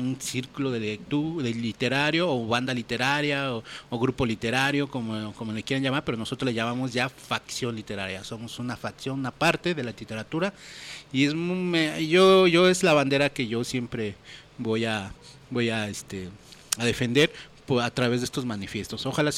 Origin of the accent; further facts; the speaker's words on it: Santa Clara, State of Mexico, Mexico; surge esta banda en el municipio de Catepec, en la comunidad de Santa Clara, de donde yo soy.